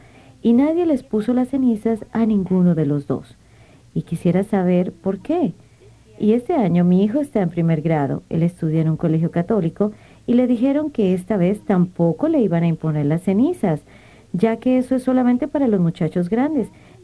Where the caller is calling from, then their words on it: Rhode Island, United States; también soy de Rhode Island.